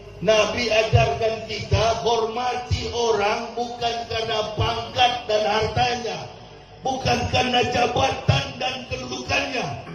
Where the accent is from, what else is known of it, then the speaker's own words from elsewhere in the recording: Sulawesi, Indonesia; Daerah Palu itu saya paling tahu karena saya orang Sulawesi.